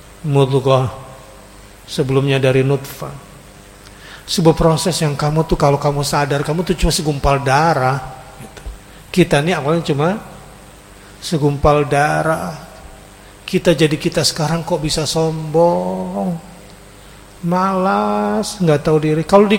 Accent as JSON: {"language": "Indonesian", "country": "Indonesia", "said": "Kita orang Indonesia"}